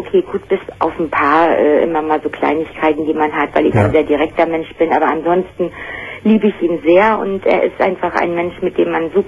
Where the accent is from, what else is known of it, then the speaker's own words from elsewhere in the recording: Baltic coast, Germany; moved away as an adult; now in North Sea coast, Germany; ich bin von der Ostsee an die Nordsee gezogen und ich fühlte mich halt nicht wohl.